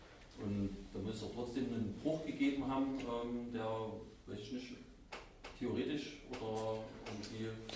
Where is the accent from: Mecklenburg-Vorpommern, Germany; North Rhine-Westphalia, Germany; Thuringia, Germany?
Thuringia, Germany; Greiz; Also wir kommen aus Greiz